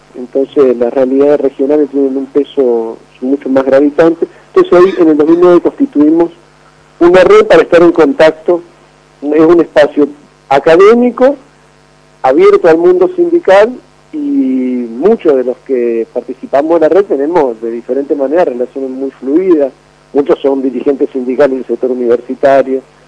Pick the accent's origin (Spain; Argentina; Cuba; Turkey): Argentina; Yo estaba haciendo la tesis de doctorado acá en Río de Janeiro, yo soy argentino